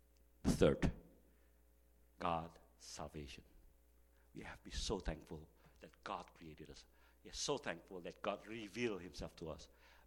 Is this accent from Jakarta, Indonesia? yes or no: yes; Jakarta, Indonesia; English is a second language; When I grew up in Indonesia, I was never thought that I would become a Christian, because I live in Jakarta